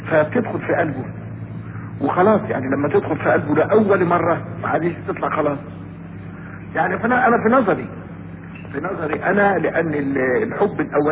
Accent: Mit Rizaz, Gharbia, Egypt; من ميت رزاز، بلد اسمها ميت رزاز،

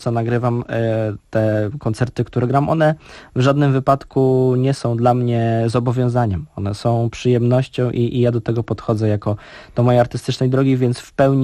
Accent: Warsaw, Masovian Voivodeship, Poland; Pochodzę z Warszawy

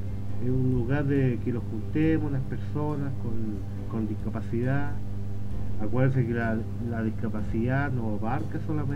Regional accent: San Vicente de Tagua Tagua, O'Higgins, Chile; born there; yo nací en San Vicente, Tahuatahua, pero estoy muy ligado a Rosario.

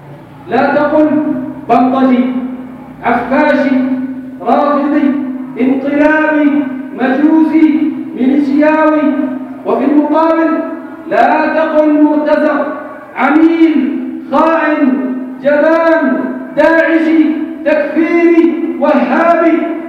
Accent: Yemen; أن نقوم بواجبنا كيمنيين ضمنا هذا الوطن

